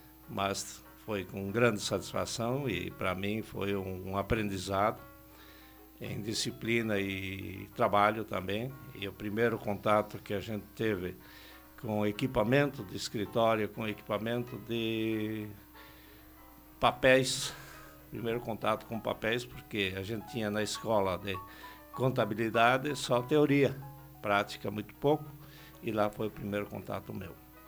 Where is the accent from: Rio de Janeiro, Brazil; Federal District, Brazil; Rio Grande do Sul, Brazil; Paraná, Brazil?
Rio Grande do Sul, Brazil; Veranópolis; eu, como a grande maioria, vim da roça. Meus pais, eu nasci lá no Rio Grande do Sul, em Veranópolis, no interior do município, em Lajeadinho, uma pequena comunidade, umas 60 famílias.